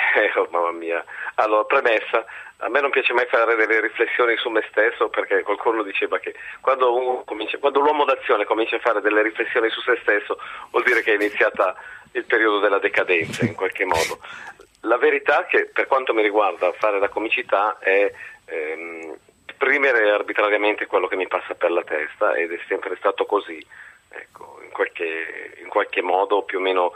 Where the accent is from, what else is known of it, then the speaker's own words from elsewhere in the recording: Lombardy, Italy; io vengo dal Varesotto, un'educazione protestante, cattolica, severa